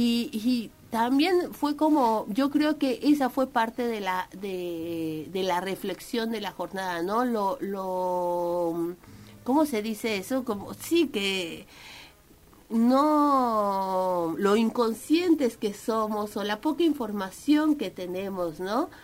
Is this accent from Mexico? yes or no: yes; Mexico; born there; yo nací en México y toda mi formación universitaria la hice muy cerca de los pueblos originarios